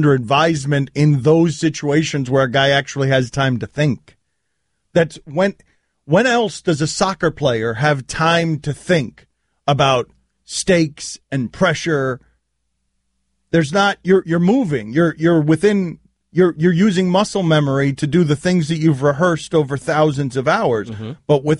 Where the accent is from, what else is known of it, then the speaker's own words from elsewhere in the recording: Jersey City, New Jersey, United States; born there; Yeah, I was born in Jersey City, actually.